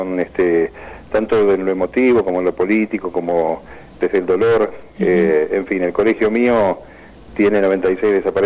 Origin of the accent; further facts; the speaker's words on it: La Plata, Buenos Aires Province, Argentina; Yo nací en La Plata.